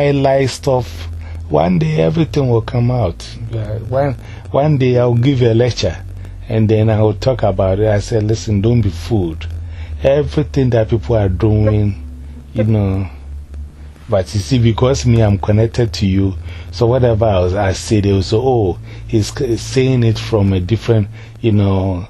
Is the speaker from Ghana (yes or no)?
yes; Ghana; You see, we are from Ghana and we are interested in what is happening.